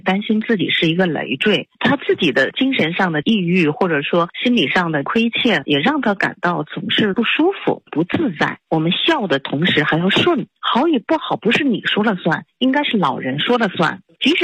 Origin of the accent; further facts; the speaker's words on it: China; 还有我们中国人呢有一个信念哈，